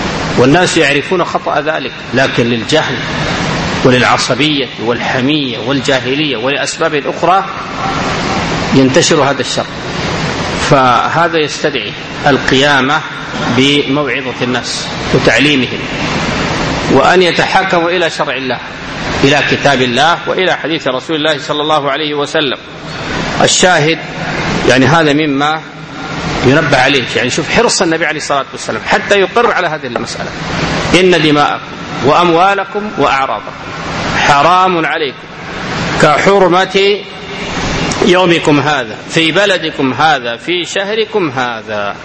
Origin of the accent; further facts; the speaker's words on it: Sudan; وهذا ما يجري في بعض البلاد عندنا في السودان بعض المناطق